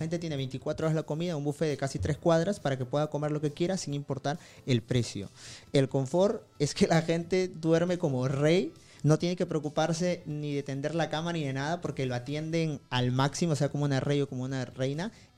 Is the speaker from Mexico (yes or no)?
no; Peru; yo vengo de Perú, y ¿cuánta gente de Perú viaja?